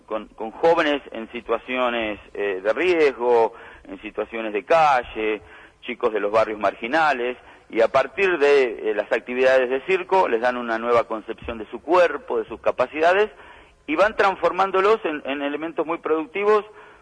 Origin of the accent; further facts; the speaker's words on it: Santa Rosa, La Pampa, Argentina; Yo soy de Santa Rosa de la Pampa.